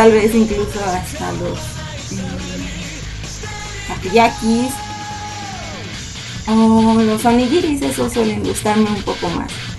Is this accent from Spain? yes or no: no; Mexico; Soy de México, vivo en el Distrito Federal.